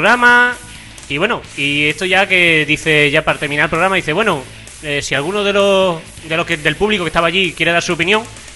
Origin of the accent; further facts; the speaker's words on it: Spain; yo soy español y a mí me gustan más los tonos españoles.